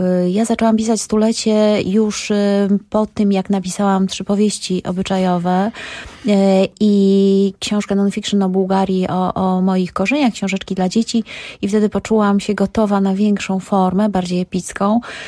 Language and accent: Polish; Pruszków, Masovian Voivodeship, Poland; born there; Ja mieszkam w tej miejscowości, to nie jest przypadek. Urodziłam się w Pruszkowie, teraz mieszkam w Brwinowie.